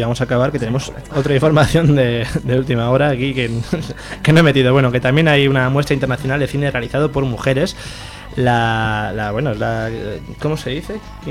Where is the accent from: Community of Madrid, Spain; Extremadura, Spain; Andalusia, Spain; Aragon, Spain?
Aragon, Spain; Zaragoza; somos de Zaragoza, pero bueno, vivimos en Zaragoza